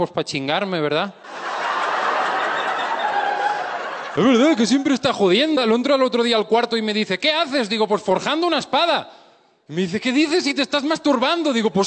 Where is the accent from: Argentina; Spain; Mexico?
Spain; No, soy español, vengo de España y me presento.